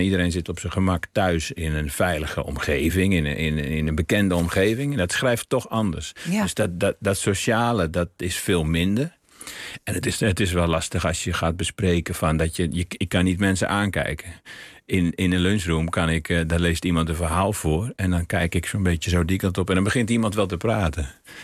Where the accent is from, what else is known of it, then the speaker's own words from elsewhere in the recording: North Brabant, Netherlands; Terwijl de dijken waar ik in mijn jeugd aan woonde in Brabant, daar kun je de rivier niet zien.